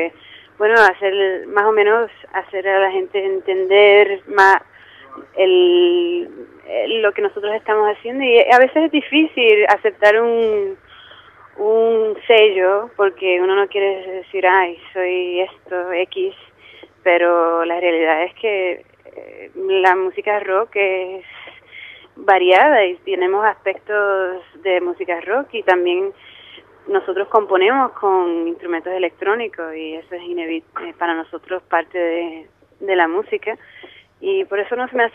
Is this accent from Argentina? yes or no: no; Puerto Rico; born there; Steve nació en Alemania y yo nací en Puerto Rico, y es una mezcla también de idiomas. Canto en castellano igual que en inglés.